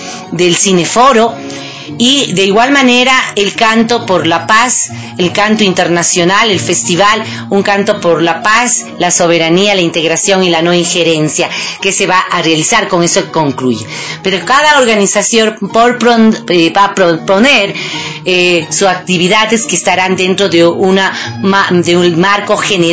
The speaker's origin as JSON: {"language": "Spanish", "country": "Ecuador", "said": "Eso es lo que nos corresponde como ecuatorianos, como pueblos latinoamericanos."}